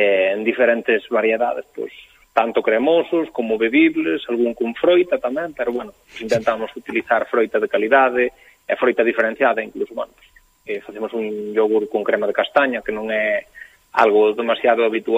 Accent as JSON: {"language": "Galician", "region": "Galicia", "country": "Spain", "said": "E nós somos galegos, pero somos españoles tamén."}